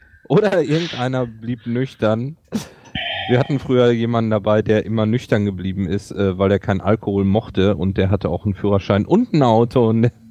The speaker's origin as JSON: {"language": "German", "region": "North Rhine-Westphalia", "country": "Germany", "lives_now": "Hamburg, Germany", "said": "Ursprünglich komme ich aber aus Nordrhein-Westfalen."}